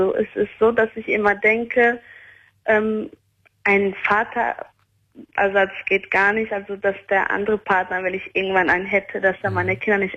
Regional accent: Albania; Er kommt auch aus meinem Land, also wir sind beide Albaner.

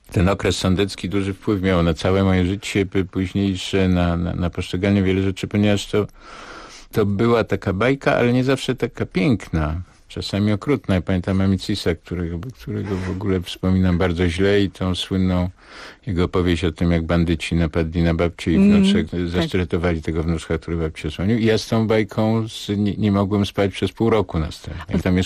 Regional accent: Nowy Sącz, Lesser Poland, Poland; ten sądecki, te późne lata 50., ta stara część Sącza, w której się urodziłem, w której mieszkałem

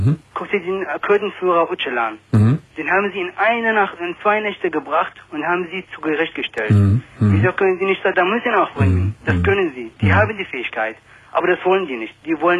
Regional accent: Iraq; now in Germany; Ja, ich bin selber Iraker.

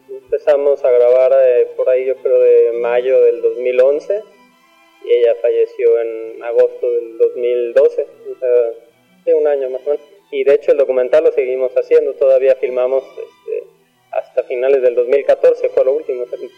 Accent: Mexico; que son parte de quiénes somos como mexicanos.

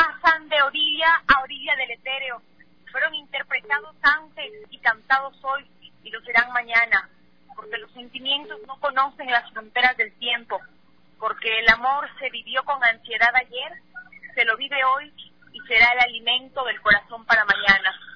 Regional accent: Ecuador; como ecuatoriana yo tengo la obligación de llevar esa cultura, de llevar ese pasillo a donde yo esté

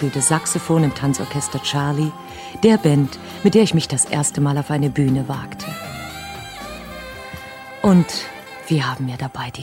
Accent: Zwickau, Saxony, Germany; Nach langer Zeit wieder in meiner Heimatstadt.

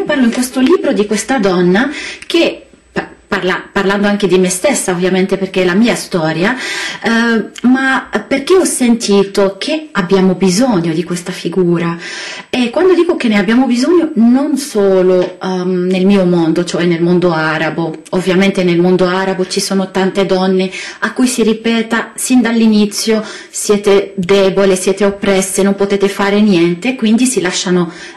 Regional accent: Lebanon; Italian is a second language

